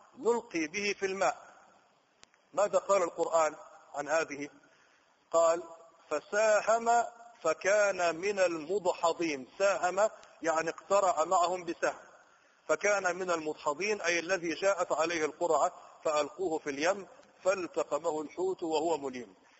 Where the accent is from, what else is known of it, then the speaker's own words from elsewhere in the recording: Egypt; عندنا في مصر يضربوا مثال يقولوا النايم في ذمة الصاحي